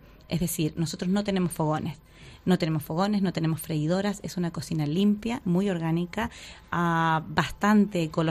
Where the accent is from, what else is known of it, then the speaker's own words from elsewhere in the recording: Miami, Florida, United States; Bueno, yo soy americana de Estados Unidos, de Miami